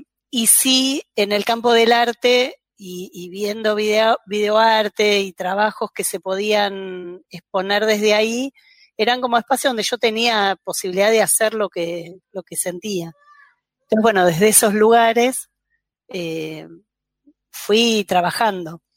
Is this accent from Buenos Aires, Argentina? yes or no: yes; Buenos Aires, Argentina; yo soy de Buenos Aires, ahí el campo del cine era mucho más extenso